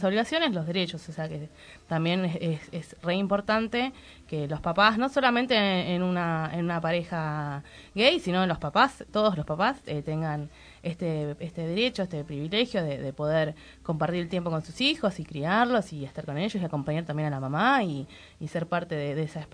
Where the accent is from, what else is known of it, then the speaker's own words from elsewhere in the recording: Mar del Plata, Buenos Aires Province, Argentina; Sí, yo soy de Mar del Plata.